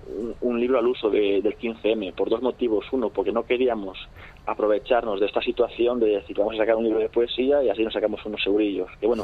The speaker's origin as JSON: {"language": "Spanish", "town": "León", "region": "Castile and León", "country": "Spain", "said": "yo por ejemplo, soy de León, y en León no se veía muchas veces, o sea, se veía muy pocas veces a la gente buscar en los contenedores"}